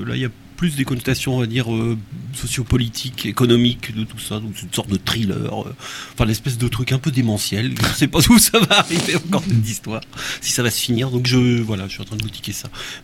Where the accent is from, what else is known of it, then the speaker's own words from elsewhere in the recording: Quimper, Brittany, France; born there; je suis né à Quimper, ma mère est de Camaret, c'est une fille de Camaret